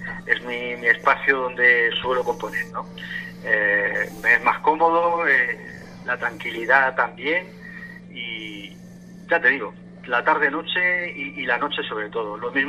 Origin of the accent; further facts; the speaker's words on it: Region of Murcia, Spain; yo veía que en la región de Murcia, de donde yo soy, no había ningún programa dedicado a eso.